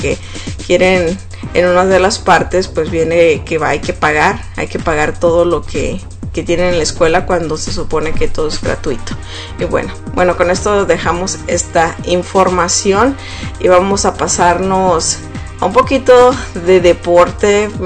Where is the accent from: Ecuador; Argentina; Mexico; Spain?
Mexico; como mexicana yo pues, la verdad me sentí muy mal de ver ese partido